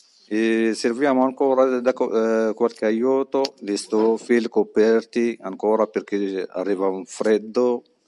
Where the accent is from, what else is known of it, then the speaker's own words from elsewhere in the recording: Morocco; Italian is a second language; vengo del Marocco, sono come degli altri stranieri che cercano da migliorare la sua vita